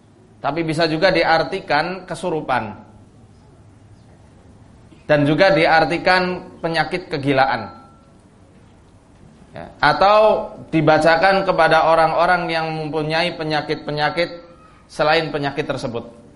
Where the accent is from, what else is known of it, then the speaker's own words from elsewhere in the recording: Purwokerto, Central Java, Indonesia; born there; dari Purwokerto, tempat daerah saya lahir